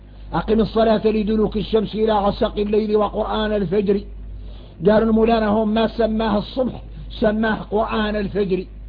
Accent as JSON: {"language": "Arabic", "country": "Mauritania", "said": "إحنا موريتاني"}